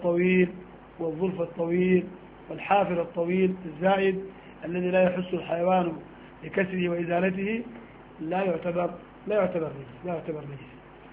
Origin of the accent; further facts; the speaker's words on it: Sudan; نحن قديما عندنا في السودان